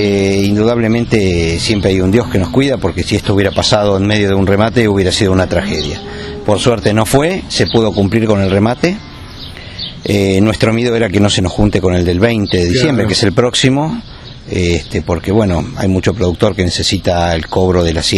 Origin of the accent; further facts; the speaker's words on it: Argentina; no tenemos que olvidarnos que somos argentinos y siempre tenemos algo con lo cual mostramos la hilacha.